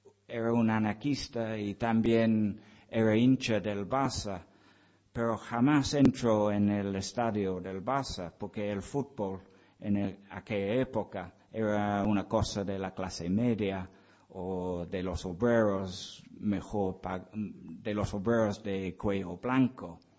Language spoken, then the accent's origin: Spanish; England, United Kingdom; Spanish is a second language; soy un frío inglés que refuta la idea romántica del espíritu libertario del pueblo español.